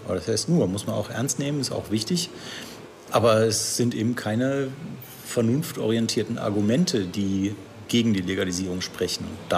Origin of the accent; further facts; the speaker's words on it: Remscheid, North Rhine-Westphalia, Germany; bei den Grünen damals in Remscheid, meiner Heimatstadt.